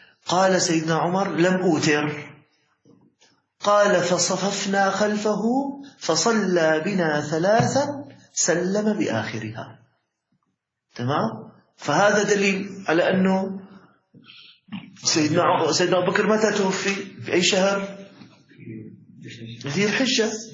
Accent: Syria; كان عندنا في الشام موجود يعني بعض المساجد يختم ختمتين وثلاث ختم

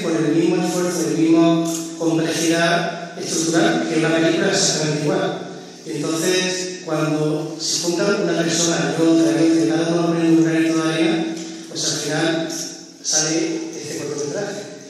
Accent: Málaga, Andalusia, Spain; como soy de Málaga, en Málaga hicimos los interiores.

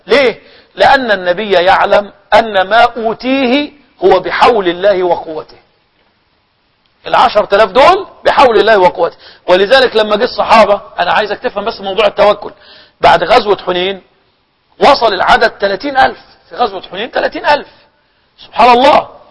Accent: Egypt; كان عندنا في مصر يعني بيحصل ايه

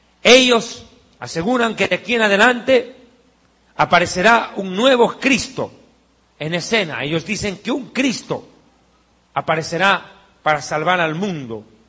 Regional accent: Bolivia; born there; Existe un documento grabado en piedra en mi país de nacimiento, Bolivia.

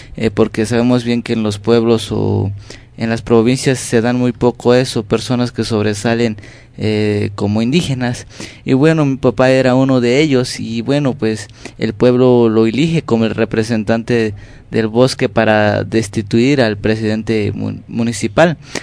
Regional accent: Chiapas, Mexico; first language Tzotzil; Spanish is a second language; vengo del estado de Chiapas, de la lengua tzotzil.

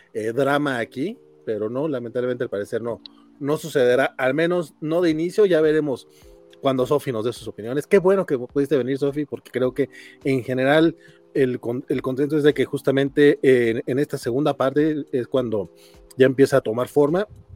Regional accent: Durango, Mexico; pero soy de Durango, creo que lo veo un poco más normal.

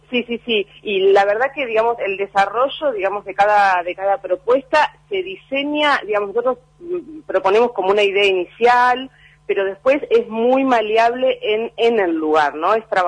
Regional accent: Buenos Aires, Argentina; los cuatro que integramos el Centro Rural, actualmente vivimos en la Ciudad de Buenos Aires, ninguno de los cuatro somos de la Ciudad de Buenos Aires

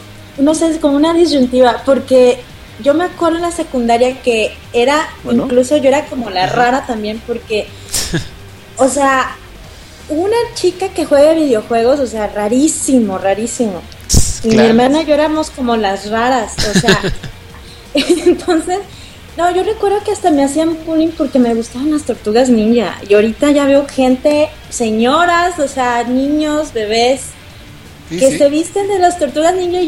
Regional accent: Mexico City, Mexico; lo bueno que somos del DF

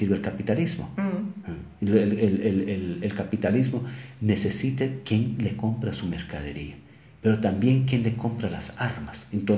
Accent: Santa Cruz del Quiché, Quiché, Guatemala; Spanish is a second language; porque yo soy de Santa Cruz del Quiché y hablo Quiché

